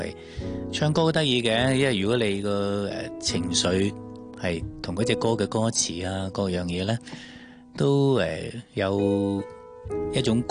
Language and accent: Cantonese; Hong Kong; 尤其是作为香港人咧，每一次唱呢只歌嘅时候咧，都会同呢啲歌词咧好有共鸣啊